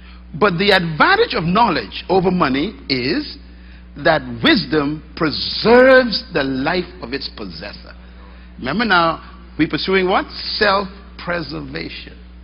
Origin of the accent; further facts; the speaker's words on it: Bain Town, New Providence, Bahamas; born there; I was born in Bainetown, sleeping on the floor, opening the window with a piece of stick, putting tarping on top of the roof so the water don't come in the night